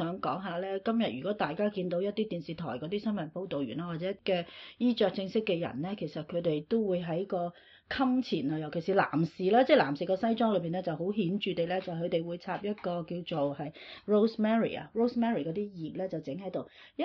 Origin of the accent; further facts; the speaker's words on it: Hong Kong; now in Australia; 香港當然係啦，因為我喺嗰度長大咁